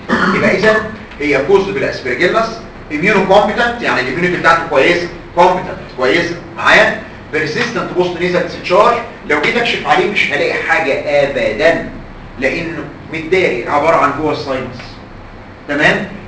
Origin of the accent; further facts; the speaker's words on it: Egypt; وعندنا في مصر كتير قوي